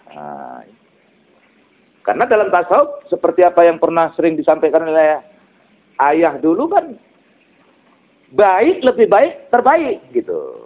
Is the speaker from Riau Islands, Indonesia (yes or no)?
no; Kuala Tanjung, North Sumatra, Indonesia; Yang paling jauh saya dari Kuala Tanjung.